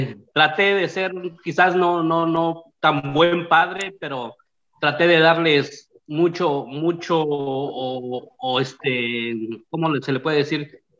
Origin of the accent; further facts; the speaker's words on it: Oaxaca, Mexico; first language Zapotec; Spanish is a second language; moved away as an adult; now in United States; soy del estado de Oaxaca y tengo ya como 30 y tantos años de vida acá en Estados Unidos. Soy oaxaqueño, hablo zapoteco, un poquito de inglés y un poquito de español.